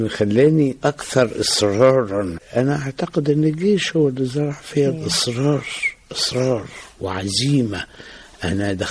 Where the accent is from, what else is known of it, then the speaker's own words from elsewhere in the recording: Beni Suef Governorate, Egypt; also born or lived in Alexandria; أنا نشأت في محافظة بني سويف وقضيت فترة من حياتي هناك، ثم انتقلنا إلى الإسكندرية،